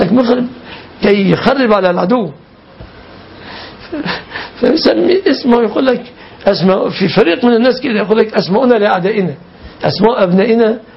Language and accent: Arabic; Egypt; عندنا في مصر ما يفهمون المعاني كثيرا.